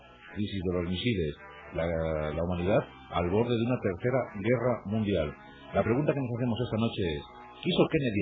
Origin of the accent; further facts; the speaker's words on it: Berlin, Germany; Al muro de Berlín, yo soy de Berlín.